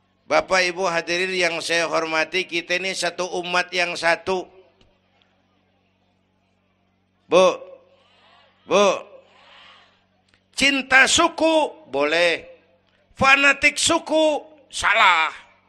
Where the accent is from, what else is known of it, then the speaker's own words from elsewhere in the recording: Kebayoran, Jakarta, Indonesia; born there; Bahwa saya lahir di Kebayoran, itu mah kebetulan.